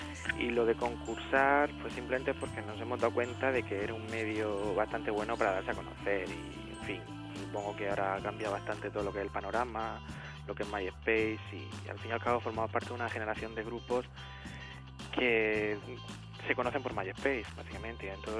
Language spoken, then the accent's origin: Spanish; Murcia, Region of Murcia, Spain; nosotros que somos de Murcia, igual en Vigo no nos conocen